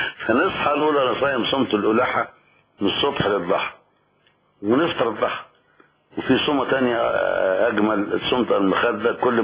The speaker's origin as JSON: {"language": "Arabic", "town": "Hurin", "region": "Monufia Governorate", "country": "Egypt", "tie": "born or raised there", "said": "انا من بلد اسمها هورين. لما كنا صغيرين نقول انت منين؟ يا نقول من هورين مركز الطنطا مديريه طنطا."}